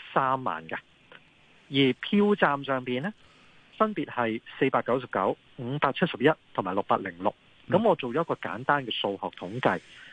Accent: Hong Kong

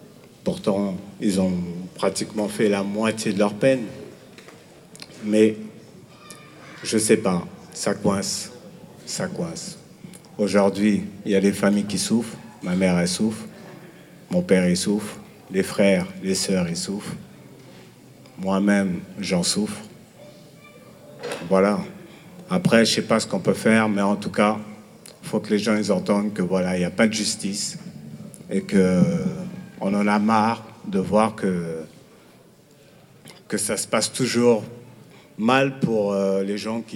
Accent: Villiers-le-Bel, Île-de-France, France; Je viens de Villiers-le-Bel

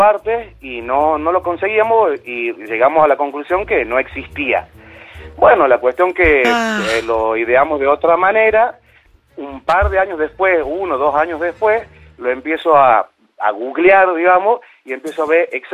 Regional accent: Monteros, Tucumán, Argentina; No, soy de Monteros, Tucumán.

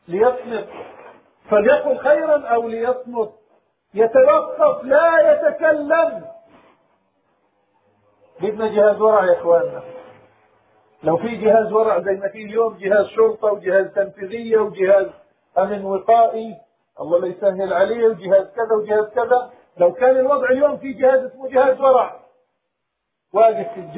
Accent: Palestine; معظم مدن بلادنا بلاد الشام وفلسطين

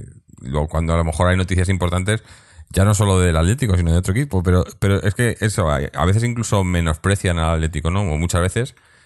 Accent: Madrid, Community of Madrid, Spain; Yo soy original de Vallecas

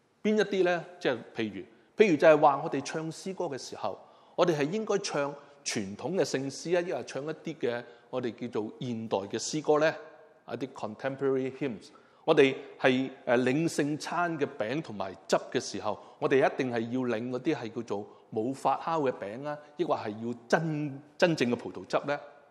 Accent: Hong Kong; 就像我们香港人，以前呢我们都知道很多人就是可能买鸡啊，买烧肉回来呢

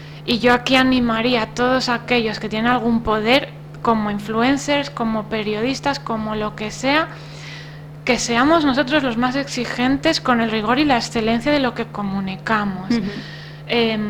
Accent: Asturias, Spain; vete tú a un pueblo de Asturias, ¿no?, que es mi tierra.

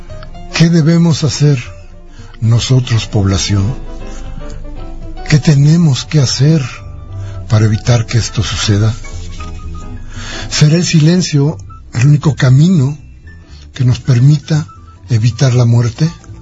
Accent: Mexico; ¿Más de lo que hoy tenemos que pagar como mexicanos?

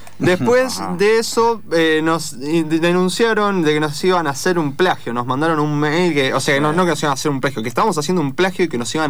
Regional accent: Lanús, Buenos Aires Province, Argentina; Somos todos de Lanús.

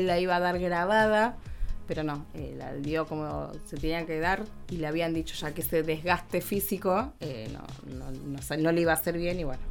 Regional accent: Argentina; Como presidente, como argentino y fundamentalmente como un hombre de fe

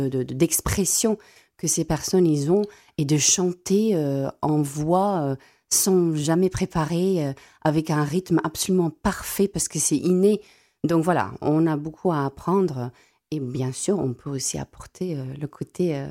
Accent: South Africa; first language Afrikaans; French is a second language; j'affectionne beaucoup ma langue maternelle, donc qui est l'afrikaans.

